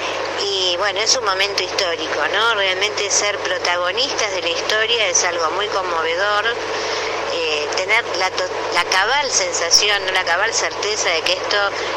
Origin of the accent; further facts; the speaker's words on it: Bahía Blanca, Buenos Aires Province, Argentina; Yo soy de Bahía Blanca … formo parte de la campaña por el aborto legal, seguro y gratuito en Bahía Blanca.